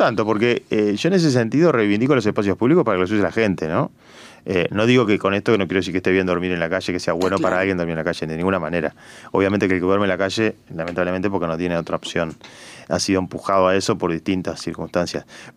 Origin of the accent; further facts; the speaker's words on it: Montevideo, Uruguay; qué nos aporta a nosotros como montevideanos tener eso tapiado ahí